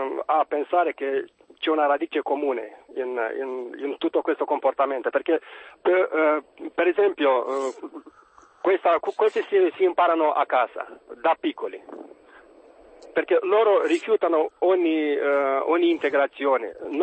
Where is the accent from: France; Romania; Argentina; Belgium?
Romania; Italian is a second language; now in Perugia, Italy; Buongiorno, sono un perugino romeno.